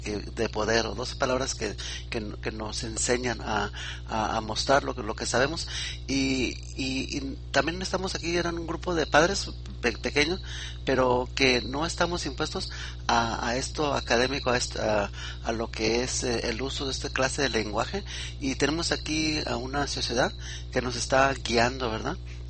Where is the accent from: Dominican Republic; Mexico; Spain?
Mexico; now in United States; estoy yo experimentando en Estados Unidos también con donde entramos nosotros como mexicanos, entramos como hispanos